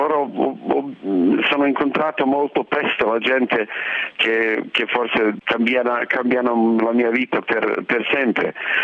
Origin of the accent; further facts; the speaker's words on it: Sarajevo, Bosnia & Herzegovina; Italian is a second language; moved away as an adult; also born or lived in Paris; io sono da Sarajevo, allora come di tutti di Sarajevo le nostre vite sono divise, la vita prima della guerra e la vita dopo della guerra